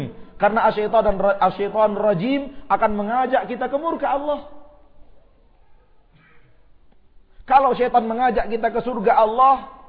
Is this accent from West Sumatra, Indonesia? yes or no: yes; Bukittinggi, West Sumatra, Indonesia; Pertemuan kita bukan karena semata-mata kita orang Bukit Tinggi